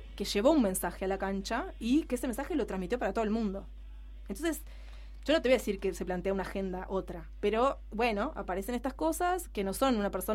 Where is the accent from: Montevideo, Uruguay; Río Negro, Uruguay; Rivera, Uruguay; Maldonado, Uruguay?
Montevideo, Uruguay; soy de La Teja, hincha de Progreso.